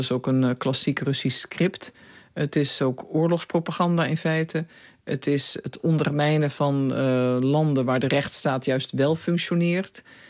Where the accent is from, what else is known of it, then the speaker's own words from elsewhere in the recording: Netherlands; Maar als Nederlander, maar ik zou ook zeggen als toen ondersecretaris-generaal van de VN, wist ik wel